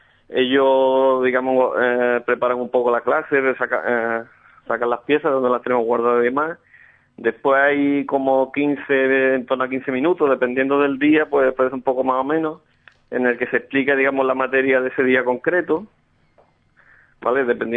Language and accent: Spanish; Alcalá de Guadaíra, Andalusia, Spain; pues yo soy originario de Alcalá de Guadaira